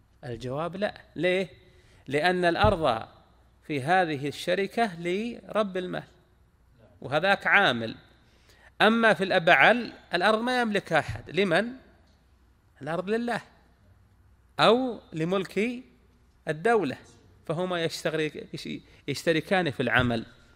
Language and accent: Arabic; Al-Qassim, Saudi Arabia; هذا وجد عندنا، نعم عندنا في القصيم